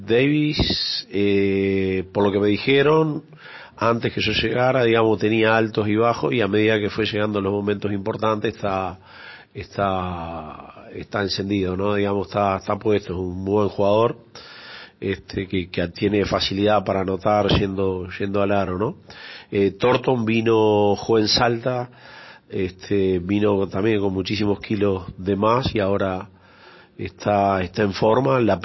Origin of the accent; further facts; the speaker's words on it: Uruguay; yo estoy en Uruguay, pero soy más argentino que, soy de origen uruguayo, soy más argentino que uruguayo.